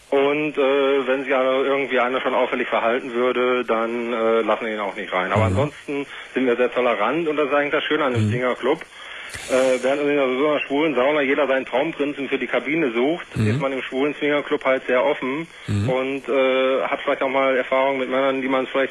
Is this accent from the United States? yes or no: no; Cologne, North Rhine-Westphalia, Germany; also normalerweise kommen wir beide aus dem Raum in Köln. Und ich bin nur hier unten beruflich gelandet vor 2 Jahren